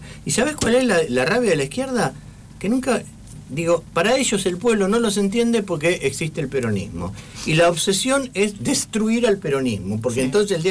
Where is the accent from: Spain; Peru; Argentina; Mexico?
Argentina; Jujuy; Jujuy no es una provincia fácil, Jujuy es una provincia... yo soy muy jujeño